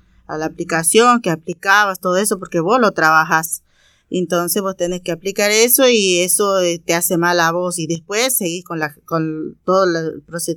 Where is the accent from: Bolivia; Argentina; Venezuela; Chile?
Bolivia; Tarija; moved away; soy de la Bolivia, de la parte de provincia de Tarija. Y yo vengo de allá, hace muchos años que estoy acá, hace como 25 años ya que estoy acá trabajando en la verdura